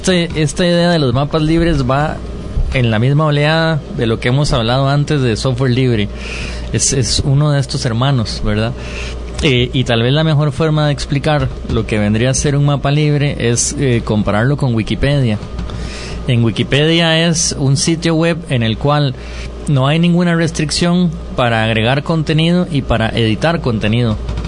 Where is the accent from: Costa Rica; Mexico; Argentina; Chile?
Costa Rica; Alajuela; Yo soy de Alajuela.